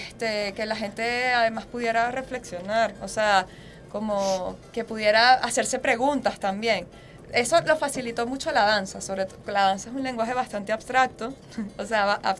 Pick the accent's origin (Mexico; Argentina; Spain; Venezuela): Venezuela; Maracaibo, Zulia; now in Caracas, Venezuela; nosotras mismas somos de Maracaibo